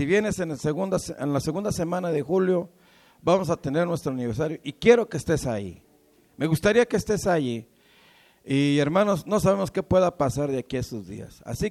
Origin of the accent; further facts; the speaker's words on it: Mexico; No olvidar nuestras raíces como mexicanos, yo creo que eso no se olvida jamás, ¿verdad?